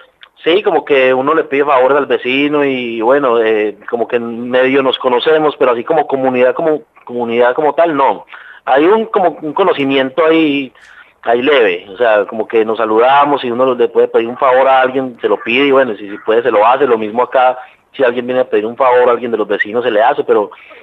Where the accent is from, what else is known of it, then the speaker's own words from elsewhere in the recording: Colombia; yo soy de Colombia y viví toda la vida ya. Y vivo acá nada más hace 4 años.